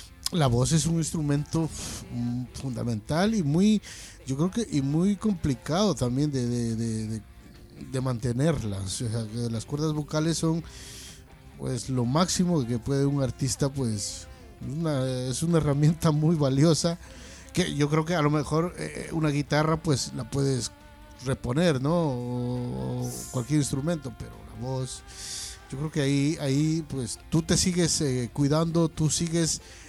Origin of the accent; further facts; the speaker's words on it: Loja, Ecuador; yo soy de Loja, de allá, del sur.